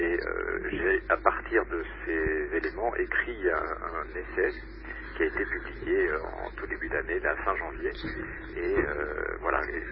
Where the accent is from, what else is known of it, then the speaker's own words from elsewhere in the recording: France; Donc en France, puisque je suis français, j'habite Paris.